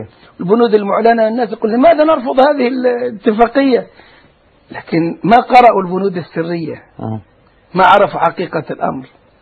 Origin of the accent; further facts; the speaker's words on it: Egypt; يعني مثلا عندنا في مصر ثورة قامت